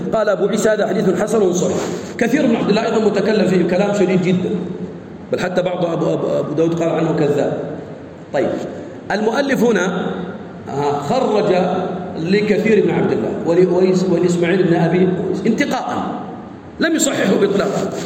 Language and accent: Arabic; Sudan; احنا سوداني